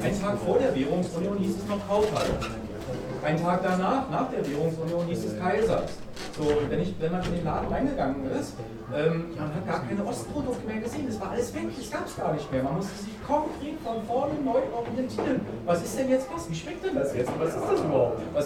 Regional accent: East Germany, Germany; Also ich komme aus dem Osten, und ich finde es sehr spannend, das eine erlebt zu haben und das andere jetzt zu erleben

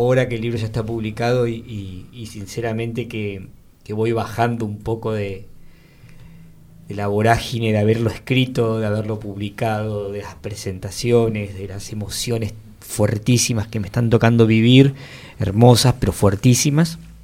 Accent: Mar del Plata, Buenos Aires Province, Argentina; yo soy de Mar del Plata

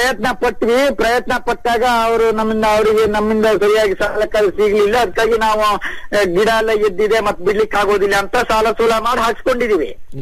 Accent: Sagar, Karnataka, India; ಸಾಗರದಲ್ಲಿ ಸರ್ ನಮ್ದು ಕಲ್ಲಲ್ಲ ಗುಬ್ಬಿಗ ಅಂತ ಬರುತ್ತೆ.

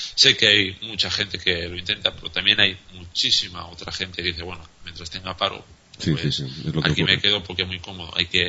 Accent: Spain; a nivel como español, a nivel de ciudadano

